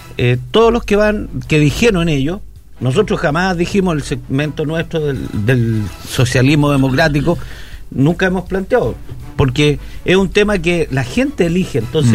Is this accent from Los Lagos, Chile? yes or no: no; Marga Marga, Valparaíso, Chile; Yo soy de Marga Marga.